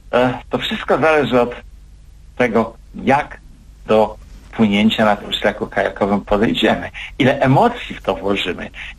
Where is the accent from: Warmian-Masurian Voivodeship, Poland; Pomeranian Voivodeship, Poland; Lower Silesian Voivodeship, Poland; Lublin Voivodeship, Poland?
Warmian-Masurian Voivodeship, Poland; ja mieszkam w Olsztynie, mimo że jestem wiceprezesem Zarządu Głównego PTTK w Warszawie i urodziłem się i wychowałem się na Warmii, Mazury mam blisko